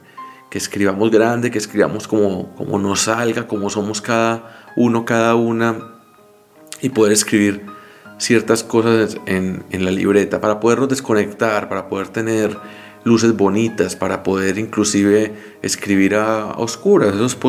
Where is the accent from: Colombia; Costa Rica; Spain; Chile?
Colombia; como colombianos conocemos muy bien